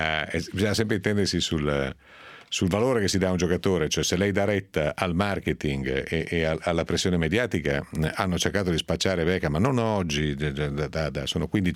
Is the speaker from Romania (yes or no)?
no; Piedmont, Italy; esagerumalen, si dice dalle mie parti in Piemonte.